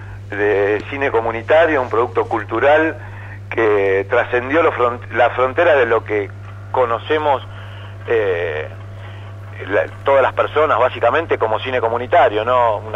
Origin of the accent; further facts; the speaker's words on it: La Plata, Buenos Aires Province, Argentina; Yo soy de La Plata